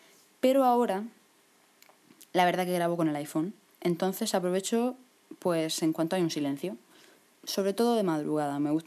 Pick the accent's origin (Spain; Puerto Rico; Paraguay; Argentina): Spain; Murcia, Region of Murcia; pues soy de Murcia, mido 1,69.